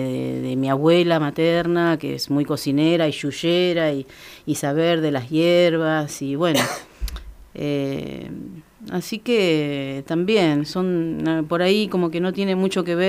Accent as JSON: {"language": "Spanish", "town": "Santa Rosa", "region": "La Pampa", "country": "Argentina", "tie": "born there", "said": "Aquí en Santa Rosa."}